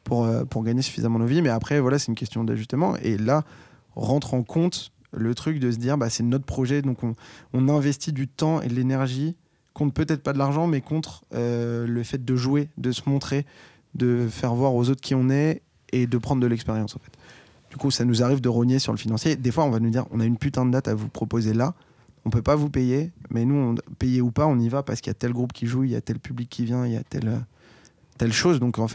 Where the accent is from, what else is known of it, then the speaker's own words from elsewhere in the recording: France; On nous dit qu'on ne parle pas français comme des Américains, mais en même temps, on est français